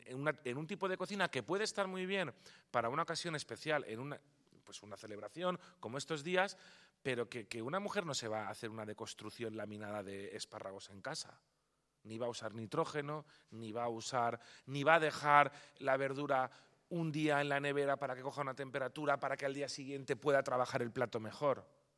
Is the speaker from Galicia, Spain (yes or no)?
no; Palma, Balearic Islands, Spain; accent: Castilian; moved away as an adult; now in Pamplona, Spain; de origen o natural de Palma de Mallorca, de padre italiano y de madre mallorquina. Pero vaya, yo ya nací en Palma de Mallorca, por lo que ven mi acento es totalmente castellano, no tengo acento italiano.